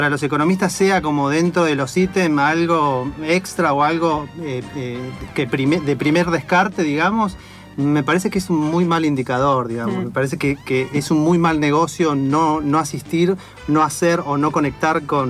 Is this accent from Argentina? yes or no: yes; Argentina; es difícil estar totalmente contento en el contexto que nos toca vivir como argentinos, como latinoamericanos.